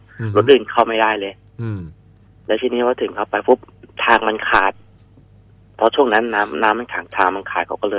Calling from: Nakhon Pathom, Thailand; ตอนนี้จอดรถอยู่แถวนครปฐมครับ

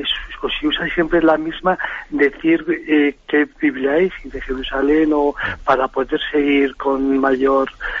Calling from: Burgos, Castile and León, Spain; de Burgos.

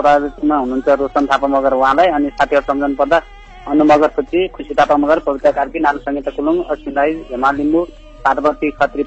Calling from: Kewalpur, Bagmati, Nepal; केवलपुर दुई धादिङ आलदुवा कतार

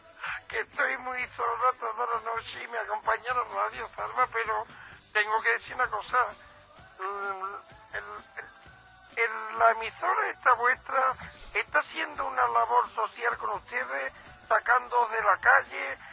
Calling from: Puente Genil, Andalusia, Spain; como oyenta que soy de Puente Genil

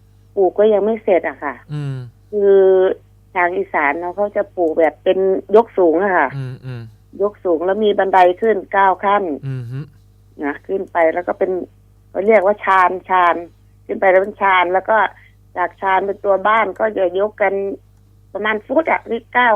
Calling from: Taling Chan, Bangkok, Thailand; ตลิ่งชันค่ะ

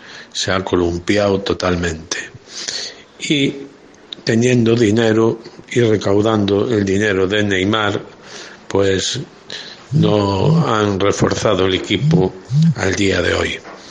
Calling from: A Coruña, Galicia, Spain; de La Coruña

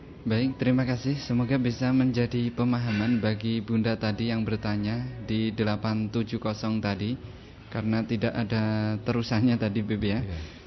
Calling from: Pedan, Central Java, Indonesia; dari Pedan.

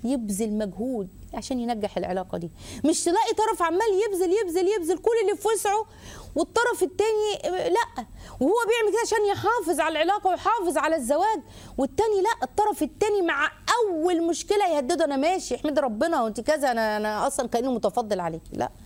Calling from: Cairo, Cairo Governorate, Egypt; من القاهرة، السلام عليكم

